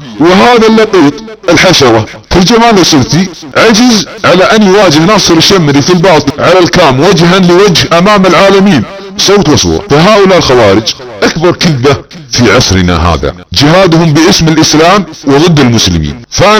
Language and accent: Arabic; Saudi Arabia; أنا مواطن سعودي أتحداك وبالنيابة عن شعبنا السعودي، أنا أحد جنود هذا الوطن وأحد جنود هذا البلد وأحد جنود أبو فهد، إنسان سعودي، مواطن سعودي مثل أي مواطن في السعودية